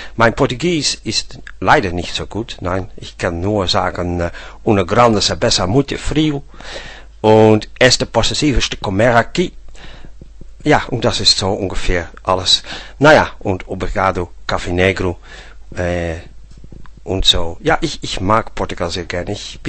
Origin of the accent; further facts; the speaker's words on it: Netherlands; German is a second language; now in Denmark; ich original komme ich aus Holland, aber ich wohne seit ja, anderthalb Jahr wohne ich in Denmark, in Dänemark, weil ich geheiratet bin.